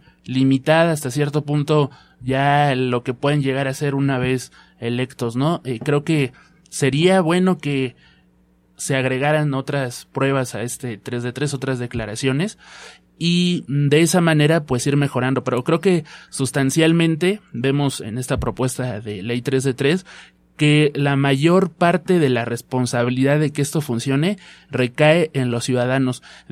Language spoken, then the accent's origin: Spanish; Mexico; si revisamos un poco pues nuestra historia como mexicanos, pues es difícil que como sociedad nos comprometamos con algo.